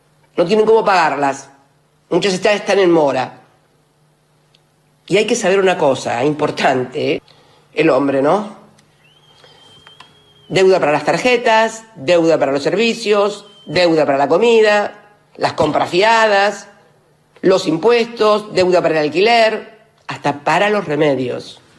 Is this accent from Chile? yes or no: no; Argentina; Si nosotros, sinceramente, como argentinos, sean de izquierda, de derecha, de abajo, de arriba